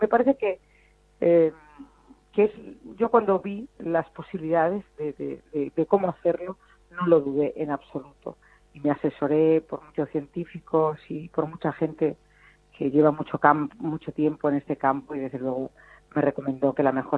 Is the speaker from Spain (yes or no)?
yes; Extremadura, Spain; de abrir proyectos en mi tierra, en Extremadura, y alguno en Andalucía.